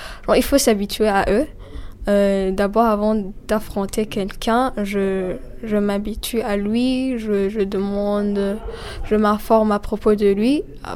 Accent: Burundi; Non, je suis burundaise.

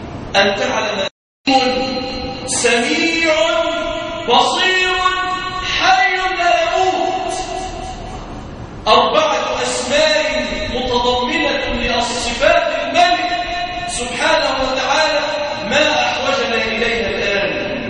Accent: Egypt; ناهيك عن بلادنا مصر

